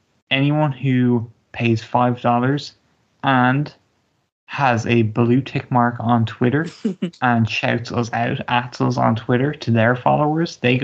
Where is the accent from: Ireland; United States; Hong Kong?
Ireland; maybe just me as an Irishman